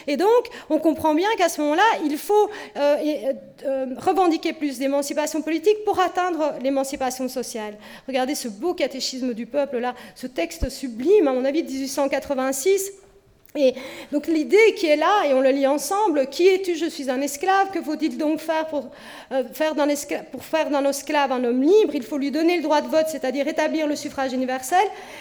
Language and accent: French; Belgium; et ça on a oublié chez nous en Belgique